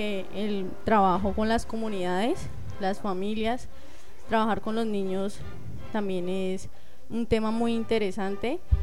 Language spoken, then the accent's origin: Spanish; San José del Guaviare, Guaviare, Colombia; Okay, yo también soy de San José del Guaviare.